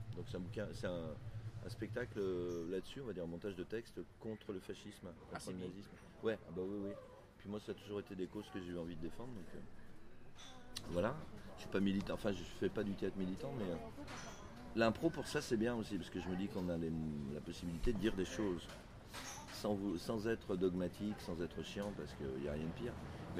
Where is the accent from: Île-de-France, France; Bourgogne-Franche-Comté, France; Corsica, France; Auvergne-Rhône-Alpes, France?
Auvergne-Rhône-Alpes, France; Lyon; Non, je suis de Lyon, moi.